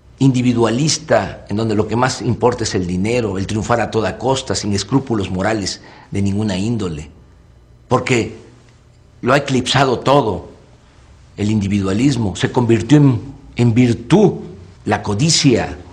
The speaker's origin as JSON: {"language": "Spanish", "country": "Mexico", "said": "Resulta de que somos malos los mexicanos por naturaleza. No es cierto."}